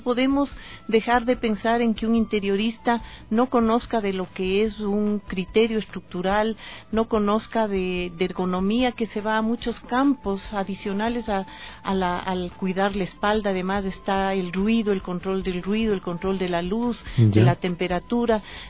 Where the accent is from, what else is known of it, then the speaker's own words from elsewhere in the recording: Ecuador; cuando yo me gradué en los Estados Unidos y regresé a ejercer en mi país, Ecuador